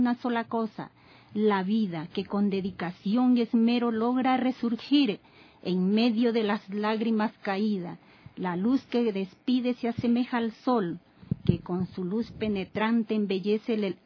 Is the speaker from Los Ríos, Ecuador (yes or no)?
yes; Quevedo, Los Ríos, Ecuador; yo escribí este libro en mi provincia, en Quevedo. Yo soy de Quevedo. ¿Ya? Y tengo mi familia ahí, hijos, esposos.